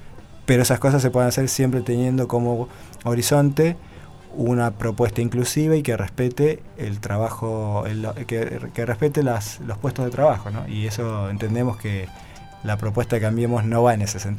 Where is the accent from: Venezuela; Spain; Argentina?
Argentina; Yo como docente universitario y como ciudadano argentino tengo mi posición política